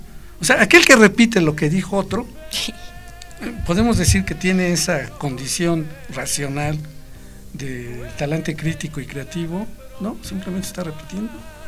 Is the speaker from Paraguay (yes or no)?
no; Mexico; Los mexicanos nacemos a donde se nos pega la gana.